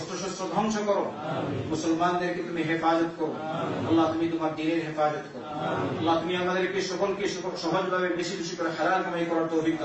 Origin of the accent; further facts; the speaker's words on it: Bangladesh; আমি বাংলাদেশি হিসাবে বাংলাদেশের কথা বলবো, আমার দেশের কত লোক আছে